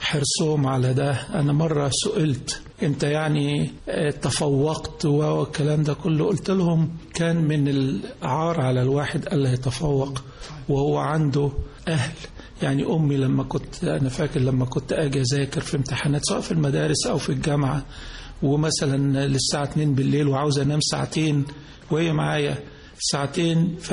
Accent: Giza, Giza Governorate, Egypt; born there; انا اتولدت في الجيزه، والدي ووالدتي من المنصوره، ميلادي كان في شارع الجيزه اللي هو في شارع اللي في الجامعه، حيث ان والدي كان استاذ في الجامعه، وانا تقريبا عندي 4-5 سنين انتقلنا لمساكن هيئه التدريس

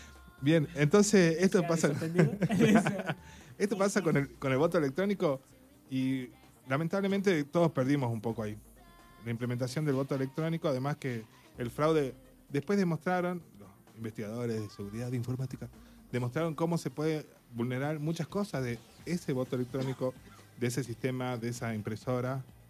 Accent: Argentina; ¿A dónde estamos y a dónde llegamos o qué vamos a hacer como argentinos?

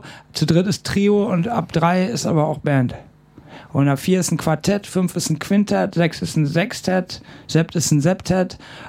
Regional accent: Bochum, North Rhine-Westphalia, Germany; born there; also born or lived in Aachen / Goch / Köln; Ich bin geboren in Bochum, bin dann nach Aachen gezogen, dann bin ich nach Goch gezogen, ich bin dann weitergezogen.

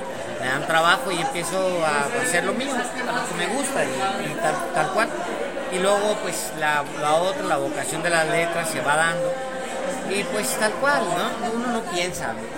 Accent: Juárez, Chihuahua, Mexico; also born or lived in Texas; esta es mi tierra. Yo me siento de allá, mis tierras son Juárez, Chihuahua y Texas y México.

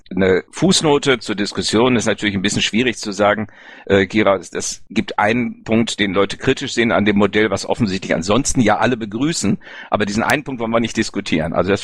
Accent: North Rhine-Westphalia, Germany; und ich komme aus Ostwestfalen-Lippe, auch hier gibt es Orte

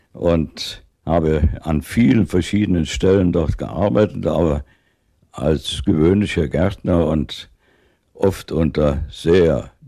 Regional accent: Cologne, North Rhine-Westphalia, Germany; Ich bin in Köln aufgewachsen. Mein Vater war der Gartenbaudirektor von Köln. Der Mann, der die großen Anlagen dort geschaffen hat, den Grüngürtel. Dort bin ich in einem großen Garten aufgewachsen

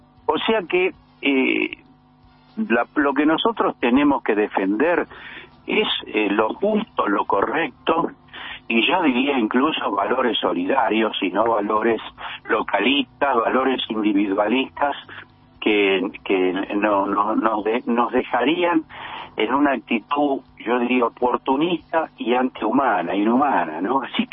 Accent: Buenos Aires, Argentina; Nosotros somos, muchos de nosotros, mi caso por lo menos, como muchos de los que escuchan tu programa, somos porteños.

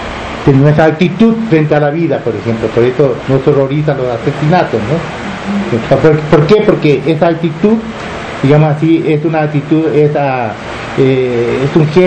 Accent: Paraguarí, Paraguay; born there; el lugar donde yo nací, que ni siquiera es un pueblo, es lo que aquí llamaría, ¿cómo se llama? Una, como la ranchería dispersa

